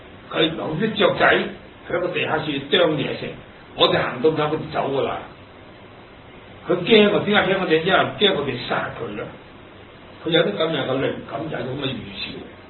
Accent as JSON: {"language": "Cantonese", "country": "China", "said": "嗱，反觀我哋自己中國人，有幾多個頭咁高？"}